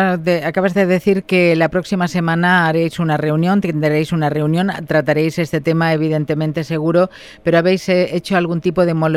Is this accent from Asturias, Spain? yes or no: no; Balearic Islands, Spain; ¿Crees que somos conscientes los ibicencos formenterenses, la gente en general